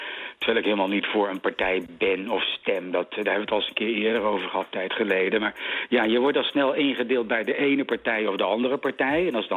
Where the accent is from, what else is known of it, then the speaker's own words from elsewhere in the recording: Wageningen, Gelderland, Netherlands; ik ben opgegroeid in Wageningen in de jaren 60.